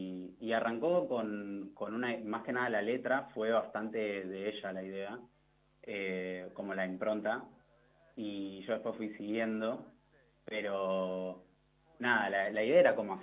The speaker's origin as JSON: {"language": "Spanish", "region": "Buenos Aires", "country": "Argentina", "said": "De Saavedra."}